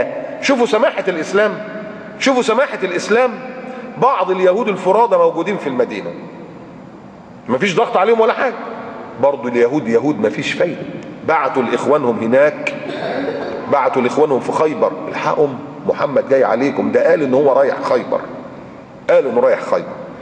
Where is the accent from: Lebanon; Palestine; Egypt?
Egypt; وعندنا في مصر الصليبين واخدين اجازة ولا لا؟